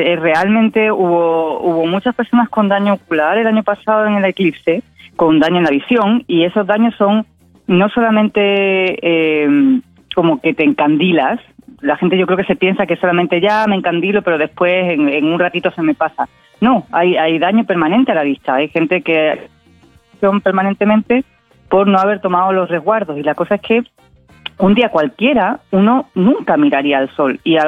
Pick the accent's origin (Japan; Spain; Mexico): Spain; now in Valparaíso, Chile; me escuchan el acento, yo soy española, igual yo creo que ya soy porteña de adopción